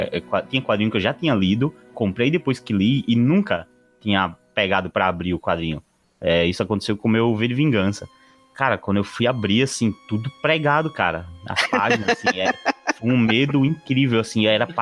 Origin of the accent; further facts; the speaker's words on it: São Gonçalo do Amarante, Rio Grande do Norte, Brazil; eu sou daqui de Natal, né? Na verdade, eu sou de São Gonçalo, que é muito próximo a Natal. Tá uma pontezinha. E, cara, é cidade litorânea, sim